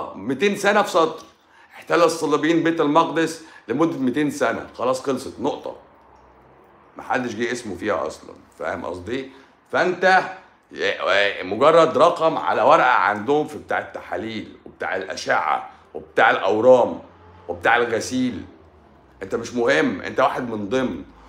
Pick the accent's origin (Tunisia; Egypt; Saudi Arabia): Egypt; عندنا في مصر